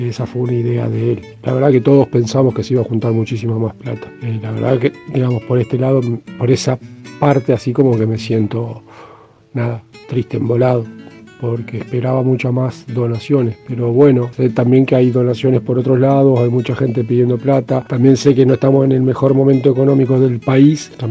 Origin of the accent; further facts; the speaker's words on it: Santa Fe, Argentina; yo soy de la ciudad de Santa Fe capital